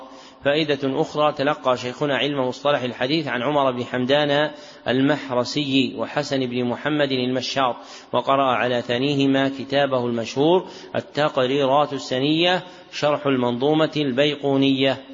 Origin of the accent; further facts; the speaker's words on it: Najd, Saudi Arabia; منهم من أهل بلدنا نجد